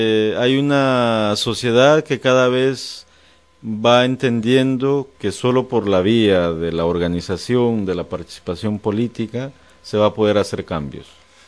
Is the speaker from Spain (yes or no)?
no; Guatemala; yo soy como muchos guatemaltecos y guatemaltecas